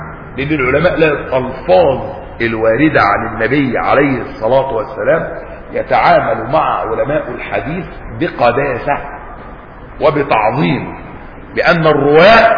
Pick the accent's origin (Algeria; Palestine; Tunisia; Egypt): Egypt; كان عندنا في مصر قديما حمامات